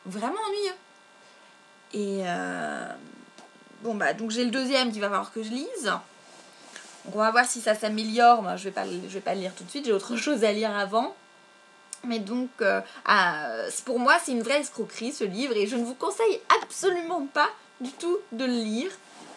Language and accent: French; Brittany, France; je pense que c'est parce que je suis bretonne